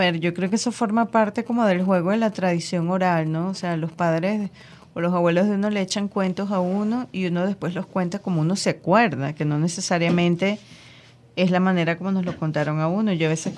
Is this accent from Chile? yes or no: no; Venezuela; yo soy venezolana, yo no tengo que hablar, no sé qué, en ruso y tal.